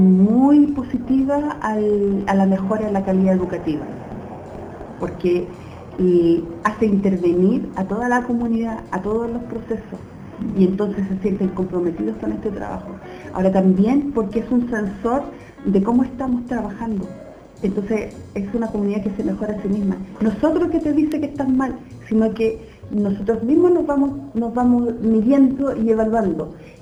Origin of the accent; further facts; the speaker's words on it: Puente Alto, Santiago Metropolitan Region, Chile; Quiero saludar a todos los puentealpinos, porque es mi tierra, es mi pueblo